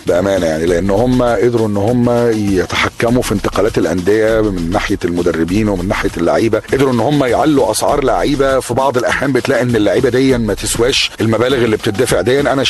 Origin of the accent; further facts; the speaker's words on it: Egypt; زي ما بنسميه احنا كده عندنا في مصر السناكس بقى